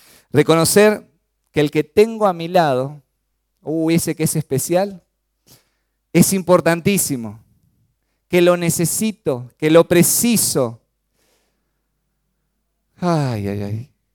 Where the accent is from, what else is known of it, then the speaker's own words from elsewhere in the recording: Chaco, Argentina; Yo soy del Chaco, ¿no? Siempre lo digo, y cuando voy allá, y se me pega un poquito el tonito de los chaqueños, ¿no?